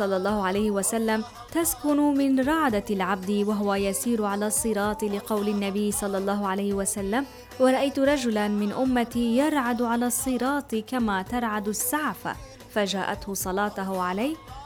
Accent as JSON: {"language": "Arabic", "country": "Syria", "said": "إن شاء الله الفرج رح يكون قريب علينا وعلى بلدنا سوريا"}